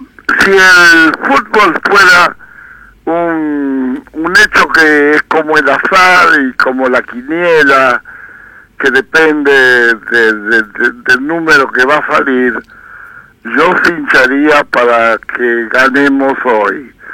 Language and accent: Spanish; Argentina; como argentino y sanmartiniano voy a luchar para que gane Perú